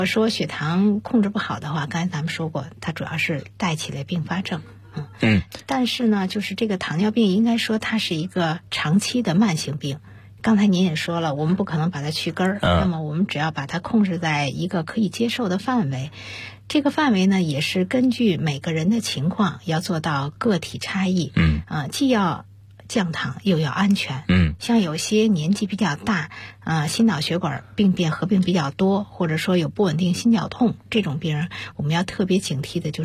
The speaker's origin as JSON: {"language": "Chinese", "country": "China", "said": "我们中国人"}